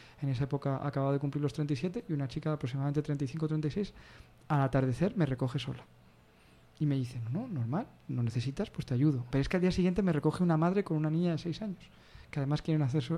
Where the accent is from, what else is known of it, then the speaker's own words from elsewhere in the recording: Spain; viendo que vengo de España y que voy a hacer autostop